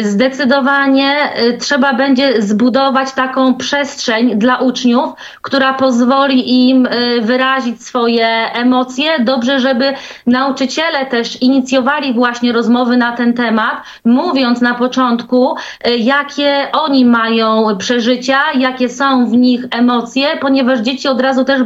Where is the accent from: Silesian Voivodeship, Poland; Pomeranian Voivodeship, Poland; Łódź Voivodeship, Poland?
Pomeranian Voivodeship, Poland; Właśnie na Pomorzu, ja jestem z Trójmiasta, tutaj są szkoły, przedszkola